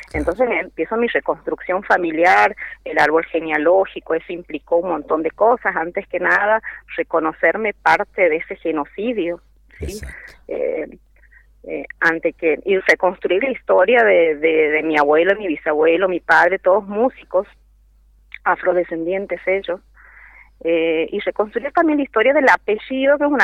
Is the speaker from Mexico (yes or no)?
no; Santiago del Estero, Argentina; now in Mendoza, Argentina; Yo llevo 22 años viviendo aquí en Mendoza, pero soy nativa de Santiago del Estero, de santiagueña.